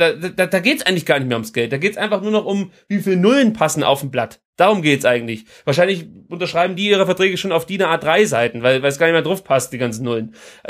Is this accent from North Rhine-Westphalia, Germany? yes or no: no; Sinsheim, Baden-Württemberg, Germany; ich komme ja hier aus der Ecke und gerade diese Rhein-Main-Ecke da unten, Hoffenheim oder besser bekannt als Sinsheim, die steckt so mittendrin.